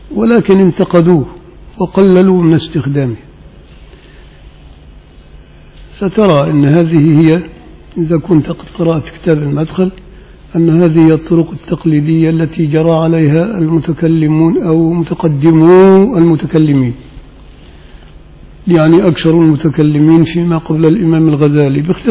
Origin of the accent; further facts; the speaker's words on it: Upper Egypt, Egypt; يعني حتى عندنا في الريف في الصعيد يعني لا يذبح كل واحد